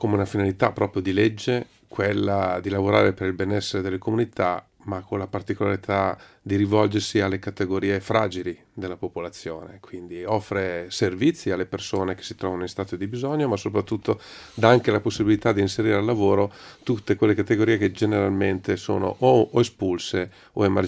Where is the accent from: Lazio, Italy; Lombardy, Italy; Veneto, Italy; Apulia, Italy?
Lombardy, Italy; Milan; Io abito, sono di Milano, sono del Giambellino.